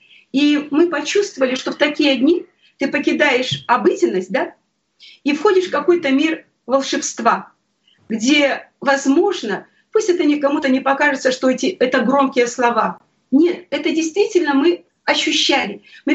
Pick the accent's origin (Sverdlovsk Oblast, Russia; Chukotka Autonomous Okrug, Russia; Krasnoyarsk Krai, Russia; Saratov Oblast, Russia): Krasnoyarsk Krai, Russia; Krasnoyarsk; moved away; Я очень скучала о родине. Мы сами из Сибири, мы из Красноярска.